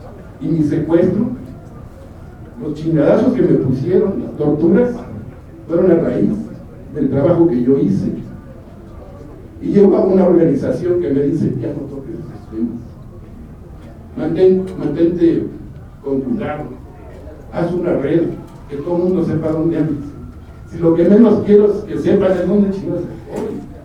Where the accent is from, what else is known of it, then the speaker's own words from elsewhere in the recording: Chihuahua, Mexico; soy de Chihuahua.